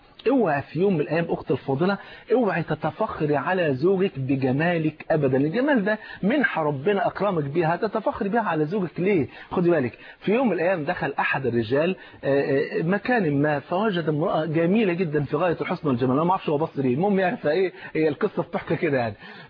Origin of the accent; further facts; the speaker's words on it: Egypt; زي ما بيقولوا في المثل المصري عندنا في مصر يقولوا ايه